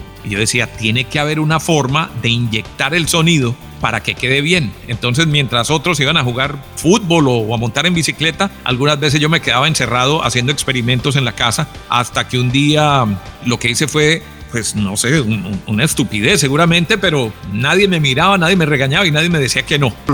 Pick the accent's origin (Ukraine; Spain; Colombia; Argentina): Colombia; moved away; also born or lived in Costa Rica; yo salí de Colombia a finales de 2016 o principios de 2017, me fui a Costa Rica